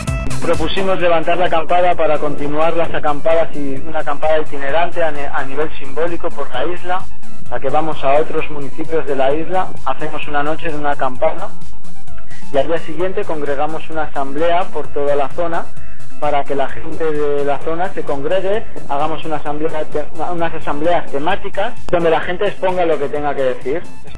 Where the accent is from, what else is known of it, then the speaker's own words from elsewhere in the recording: Canary Islands, Spain; vengo desde La Palma, del Movimiento 15M de La Palma.